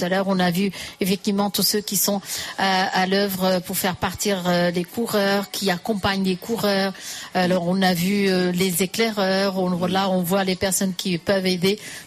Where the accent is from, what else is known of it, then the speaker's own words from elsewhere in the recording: Fleury-les-Aubrais, Centre-Val de Loire, France; On est tous de Fleury. Et bien, vive Fleury-les-Aubrais.